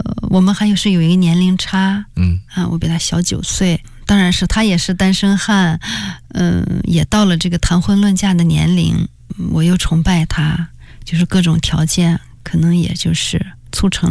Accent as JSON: {"language": "Chinese", "town": "Datong", "region": "Shanxi", "country": "China", "tie": "born or raised there", "said": "我呢就是分配回了我的家乡大同大学做老师啊"}